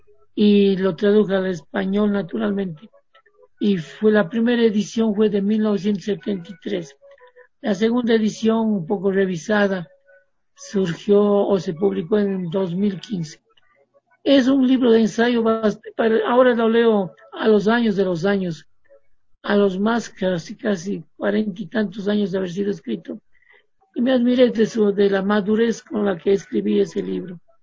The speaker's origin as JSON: {"language": "Spanish", "town": "Cuenca", "region": "Azuay", "country": "Ecuador", "tie": "born or raised there", "said": "Yo me eduqué en Cuenca, soy cuencano, estudié en la Universidad de Cuenca dos carreras a la vez"}